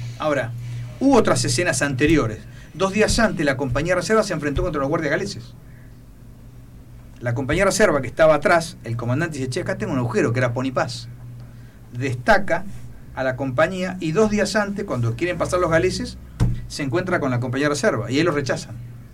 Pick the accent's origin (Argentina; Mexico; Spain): Argentina; Nosotros no pensamos como ingleses, pensamos como argentinos.